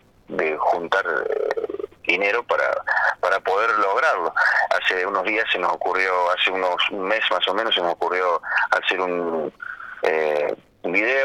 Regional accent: Córdoba, Argentina; porque soy el único de Córdoba

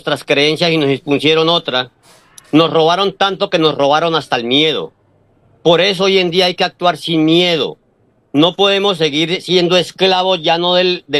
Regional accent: Colombia; moved away; colombianos seguimos siendo, así cambiemos de lugar de residencia, seguimos siendo colombianos

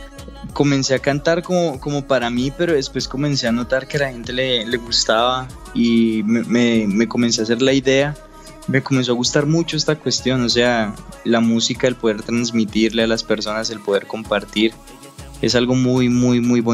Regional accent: Cali, Valle del Cauca, Colombia; yo soy un muchacho de Cali, un joven de Cali.

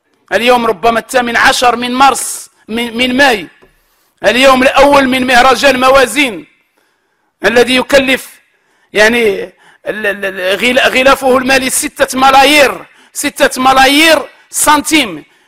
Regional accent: Morocco

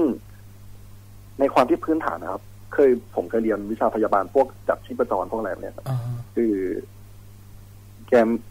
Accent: Khon Kaen, Thailand; now in Bangkok, Thailand; เป็นคนขอนแก่นครับ

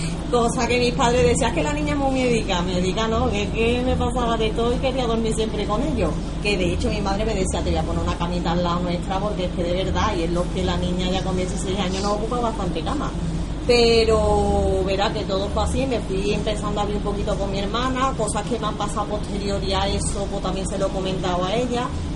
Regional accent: Seville, Andalusia, Spain; soy de Sevilla.

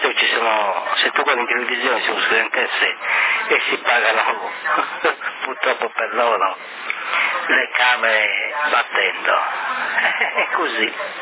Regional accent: Brazil; Italian is a second language; Come hai visto io brasiliano è molto molto difficile se stiamo con un sardo

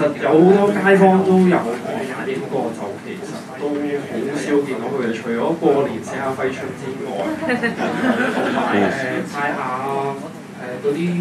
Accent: Hong Kong; 咁我覺得每一個人喺香港，作為一個香港人喺唔同崗位都可以有發揮嘅

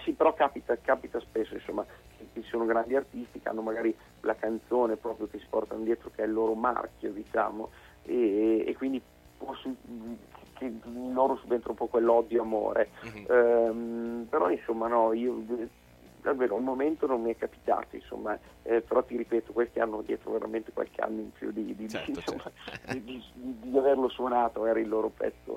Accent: Emilia-Romagna, Italy; c'è il folk visto dal punto di vista emiliano, ovviamente non può mancare, perché è la mia terra

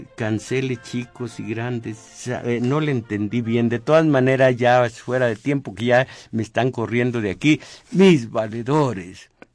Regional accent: Mexico; pero como individuos y como mexicanos, tenemos derechos y obligaciones cívicos

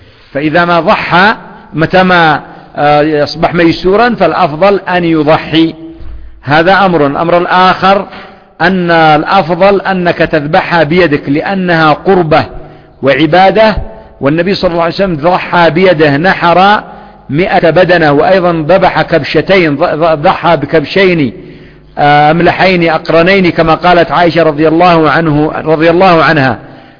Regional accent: Yemen; لأن عندنا في اليمن يقول فلان ذهب حارم أو فلان حارم

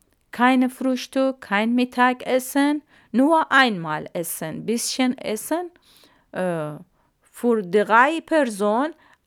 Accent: Iran; German is a second language; now in Germany; Ja, ich kann nicht Iran zurück, weil für mich sehr, sehr schwer, gefährlich.

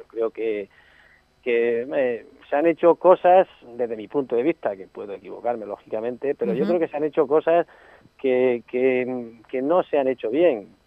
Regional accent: Anchuras, Castilla-La Mancha, Spain; Hombre, yo creo que mi pueblo lo más bonito que tiene son, sin duda, y lo mejor son sus gentes

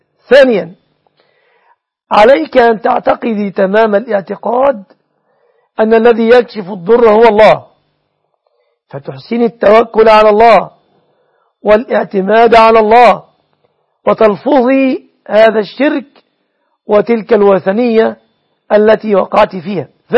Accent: Egypt; تقدير دية النصراني في بلادنا مصر بكم تعدد من الجنيهات

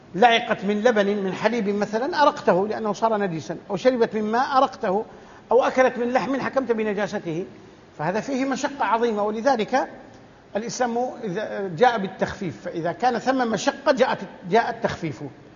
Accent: Saudi Arabia; عندنا في السعودية يأتون بالسمن الأصلي يطبخونه

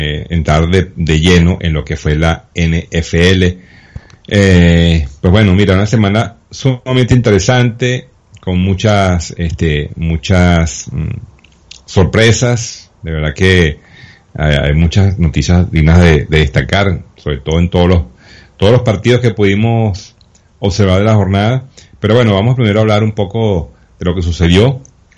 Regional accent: Venezuela; Cuando un equipo aquí en Venezuela, en 9 innings, no hace carrera

